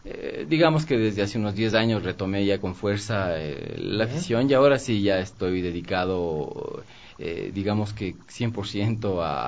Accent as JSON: {"language": "Spanish", "town": "Quito", "region": "Pichincha", "country": "Ecuador", "said": "lo mío fue hace muchísimos años, creo que como bastantes quiteños."}